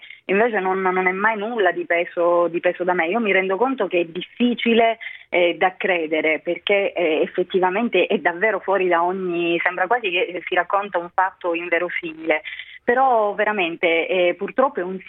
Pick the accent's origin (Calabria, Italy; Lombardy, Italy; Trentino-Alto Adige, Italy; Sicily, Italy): Calabria, Italy; io sono calabrese, davvero ogni goccia del mio sangue appartiene alla Calabria, però la mia è una terra, per quanto meravigliosa, anche molto molto complicata e difficile.